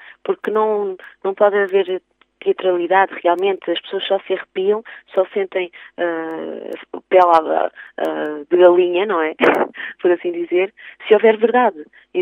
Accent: Santarém, Portugal; E eu, como sou ribatejana, nasci em Santarém

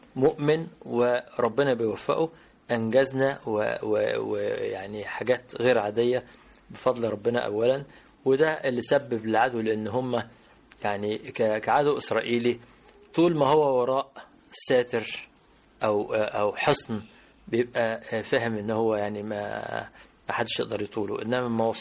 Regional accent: Port Said, Port Said Governorate, Egypt; إحنا كنا في بورسعيد، وتولدت في بورسعيد، وكان والدي اللي هو … كان قائد المنطقة الشرقية العسكرية، ونشأنا في بيئة ملتزمة فيها احترام،

